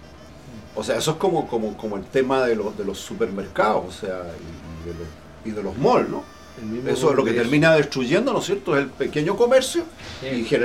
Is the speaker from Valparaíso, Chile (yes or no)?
yes; Valparaíso, Chile; nosotros los porteños que no somos capaces de discutir por qué Valparaíso tiene la misma población hace 40 o más años, ¿sí?